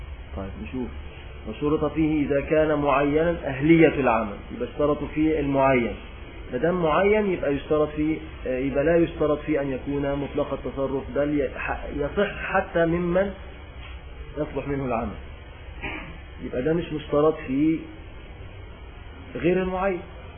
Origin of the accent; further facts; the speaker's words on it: Egypt; عندنا في مصر بيسمع